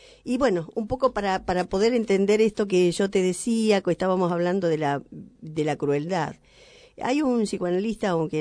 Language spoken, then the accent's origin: Spanish; Argentina; ¿Somos quejosos los argentinos? ¿Nos quejamos constantemente?